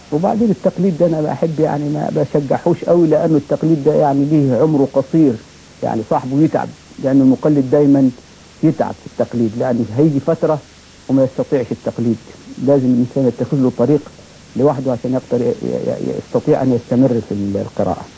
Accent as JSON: {"language": "Arabic", "town": "Armant", "region": "Qena Governorate", "country": "Egypt", "said": "قلت لهم أنا والله من الصعيد من بلد اسمها أرملت محافظة قنا"}